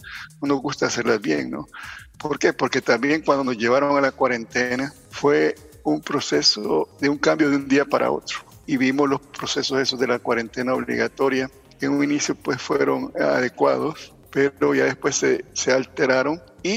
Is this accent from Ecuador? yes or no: no; El Salvador; Ahora pues nos queda a nosotros como población salvadoreña tomar nuestras medidas